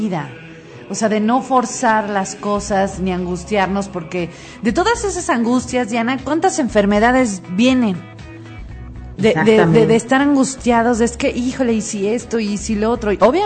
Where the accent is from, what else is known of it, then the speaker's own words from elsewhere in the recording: Mexico; todos los que somos mexicanos entendemos la muerte